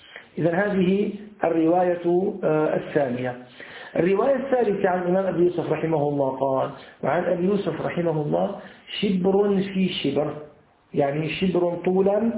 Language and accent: Arabic; Syria; ولكن عندنا في سوريا موجود في أسفل الجلابية أسفل القميص